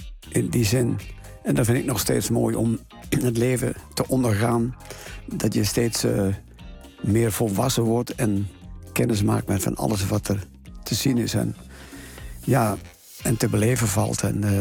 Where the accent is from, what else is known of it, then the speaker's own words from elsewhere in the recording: Overijssel, Netherlands; Ja, ongetwijfeld Twente. En het plekje aan het kanaal Almen-Nottum waar ik geboren ben. Ja, dat is toch wel mijn thuis.